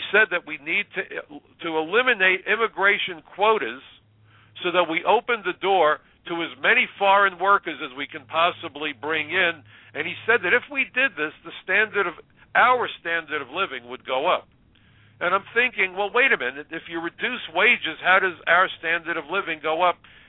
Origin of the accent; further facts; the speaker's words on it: New York, United States; because I'm a New Yorker.